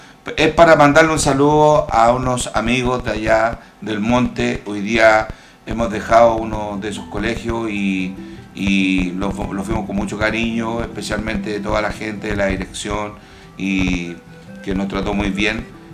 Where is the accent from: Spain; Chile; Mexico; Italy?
Chile; como chileno, como músico chileno también